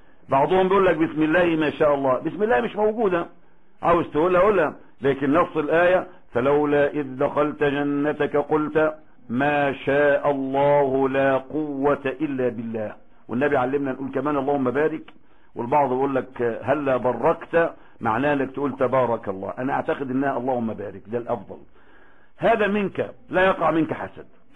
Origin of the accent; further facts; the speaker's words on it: Egypt; احنا خد بالك احنا كمصريين ما عندناش الفقه الحلو قوي اللي انا شفته في عمان